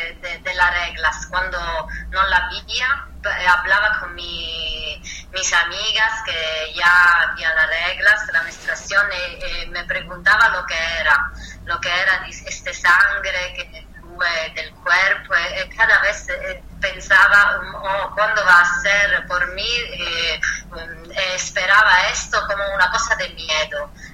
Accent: Southern Italy, Italy; Spanish is a second language; mi pueblo, donde vengo del sur de Italia, Italia es un país

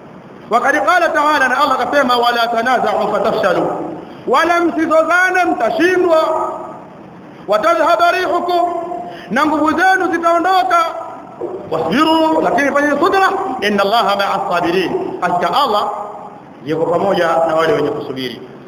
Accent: Tanga, Tanga Region, Tanzania; katika hili kwa kule kwetu Tanga kule ndio kuna maajabu.

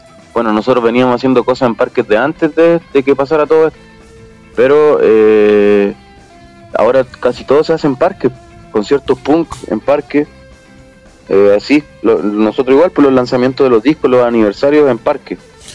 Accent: Santiago, Santiago Metropolitan Region, Chile; Bueno, yo hablo específicamente de Santiago porque nosotros somos de Santiago. Bueno, igual hemos recorrido harto de norte

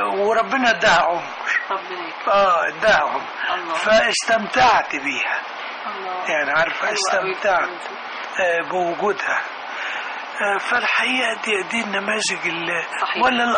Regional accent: Beheira, Egypt; also born or lived in Kafr El Sheikh, Egypt; في كفر الشيخ ميلادي، وبعد كده طفولتي كلها في البحيرة.

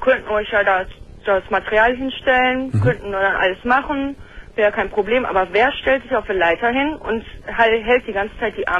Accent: Germany; born there; Meine Mutter ist ganz Vietnamesin, mein Vater ist halb Vietnamese, halb Amerikaner.

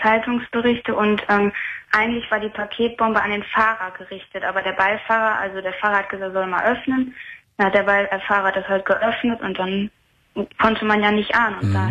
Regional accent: Bottrop, North Rhine-Westphalia, Germany; Also ich komme aus Bottrop und da war im Jahre 2004, das war der Oktober, also da war ich 8 Jahre alt

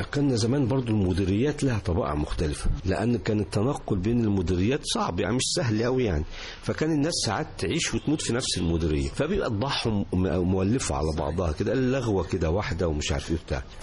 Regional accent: Cairo, Cairo Governorate, Egypt; born there; أنا ولدت في مدينة القاهرة، وكان والدي حين ذاك أنا ذاك كان مفتش صحة سيدة زينب، فأنا مسجل من مواليد السيدة زينب.

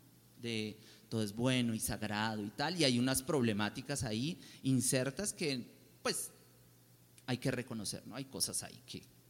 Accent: Popayán, Cauca, Colombia; mi familia es descendiente del pueblo Nasa, de la comunidad Nasa del Cauca, yo soy de Popayán, pues somos

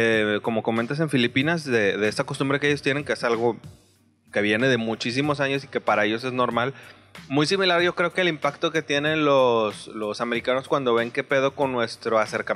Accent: Mexico; Que para uno como mexicano tiene una connotación diferente

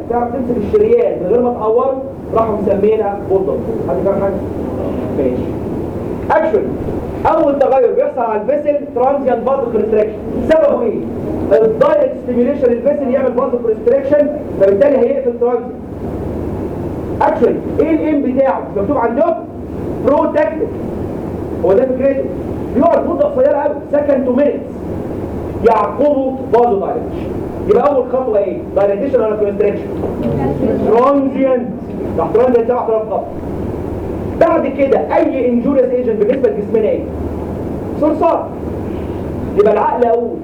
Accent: Egypt; الراجل بقى الكاوبوي فاضي عندنا في مصر الفلاح عنده جاموسه لو مات يموت وراها

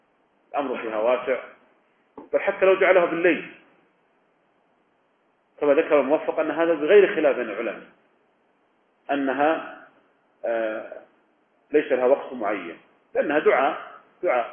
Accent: Riyadh, Riyadh Province, Saudi Arabia; يعني مثلا لو كان عندنا في الرياض مثلا

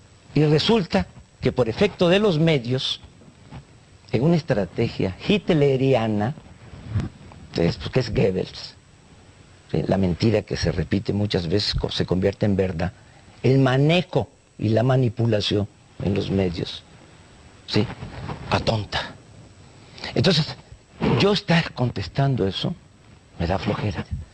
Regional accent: Tepetitán, Tabasco, Mexico; Soy de Tepetitán, Macuspana, Tabasco, México.

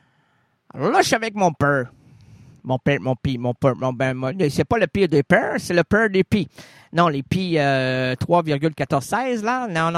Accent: Quebec, Canada; non, on est québécois

